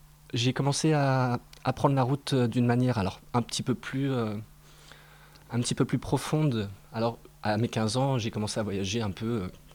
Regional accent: Épinal, Grand Est, France; Je suis originaire d'Épinal. Je suis né à Épinal.

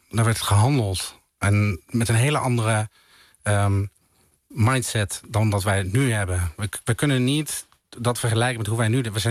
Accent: Tilburg, North Brabant, Netherlands; Maar ondertussen ben ik opgegroeid in de Molukse Indische wijk in Tilburg.

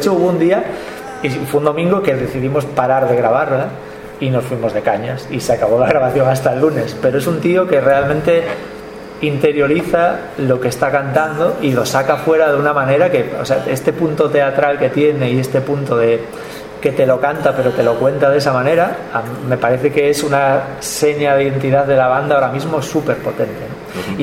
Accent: Galicia, Spain; Ya el 50% ya somos gallegos, ¿no?

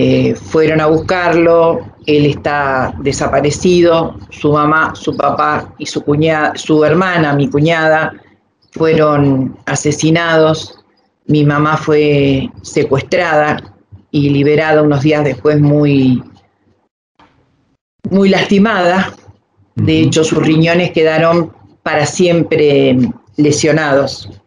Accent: Mar del Plata, Buenos Aires Province, Argentina; yo soy oriunda de Mar del Plata, estábamos en Mar del Plata

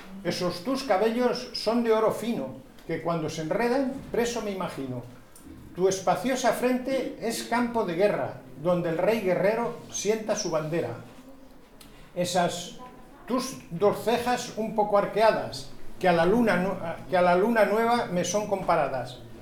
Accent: Castile and León, Spain; De un pueblo de Burgos, de al lado de Santo Domingo, al lado de Santo Domingo de Silos.

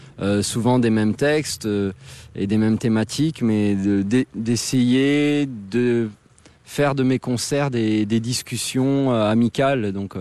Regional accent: Burundi; Mon pays natal, j'aimerais y retourner, mais depuis un an, le Burundi traverse une situation politique extrêmement grave, extrêmement préoccupante.

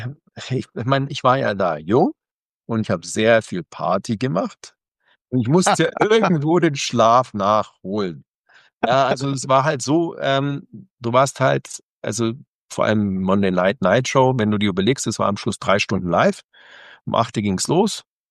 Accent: Germany; Ich bin Deutscher und das ist mein Heimatland

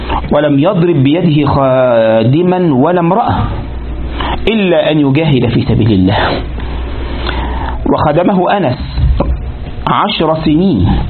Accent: Egypt; وعندنا في مصر وقد يكون في بعض البلدان أيضا

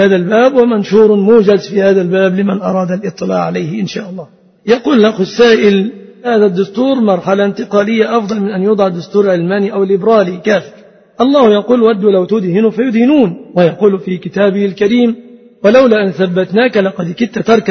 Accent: Egypt; فنسأل الله أن يحفظ بلادنا مصر

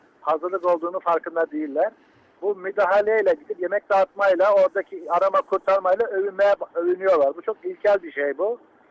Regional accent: Black Sea Region, Turkey; Vallahi Karadenizliyim. Biz de düz mandık çok gideriz, kullanırız.

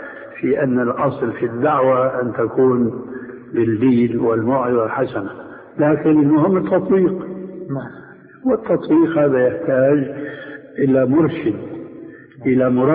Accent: Syria; وهنا يقولون عندنا في سوريا

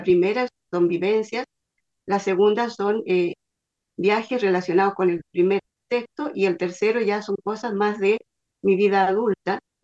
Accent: San Fernando, O'Higgins, Chile; Les saludo desde Chile. Soy de San Fernando, de la sexta región, profesora generalista, orientadora educacional y escritora.

